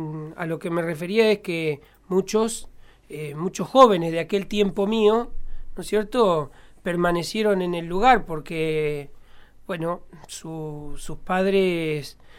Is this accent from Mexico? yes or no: no; Córdoba, Argentina; Yo nací en un pueblito que hoy tiene 250 habitantes en la provincia de Córdoba.